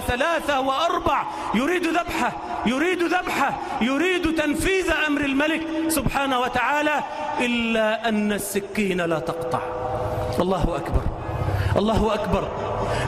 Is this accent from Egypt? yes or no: yes; Egypt; اللهم اجعل بلدنا مصر آمنة مطمئنة